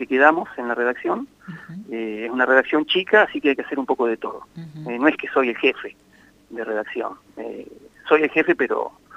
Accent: Catriló, La Pampa, Argentina; tengo una relación que no he cortado con Catriló, que es mi pueblo natal, tengo mis padres allá.

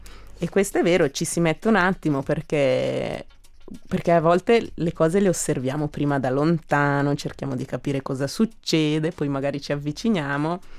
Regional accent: Giubiasco, Ticino, Switzerland; Ma certamente io sono cresciuta a Giubiasco, quindi nell'animazione c'è anche una certa spinta di cittadinanza

